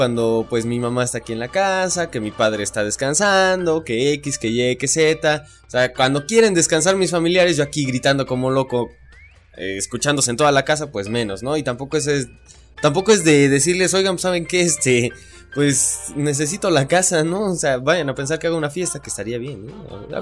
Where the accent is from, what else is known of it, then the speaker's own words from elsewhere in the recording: Mexico; como buen mexicano pues uno se la sigue, hombre